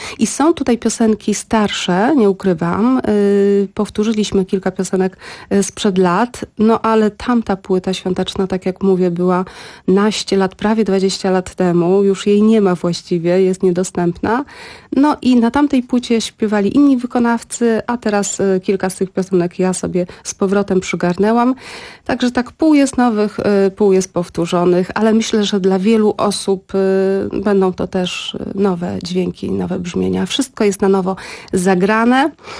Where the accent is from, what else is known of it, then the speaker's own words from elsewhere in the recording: Lublin, Lublin Voivodeship, Poland; Ja mam rodzinę, jakby pochodzę z Lublina, z lubelskiego w każdym razie. Mama mieszka w Lublinie, ale się wżeniłam, mam męża z Krakowa.